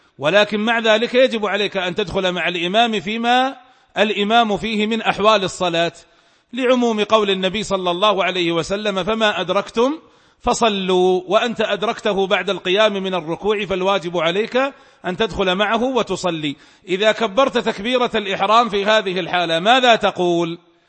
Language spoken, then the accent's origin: Arabic; Saudi Arabia; وهو المفتى به عندنا في المملكة العربية السعودية